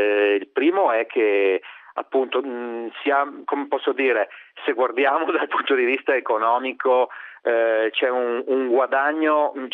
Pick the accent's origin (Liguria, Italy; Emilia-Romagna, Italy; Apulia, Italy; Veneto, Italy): Veneto, Italy; accent: Venetian; also born or lived in Vicenza; io sentirò dal mio accento che sono veneto, vivevo a Vicenza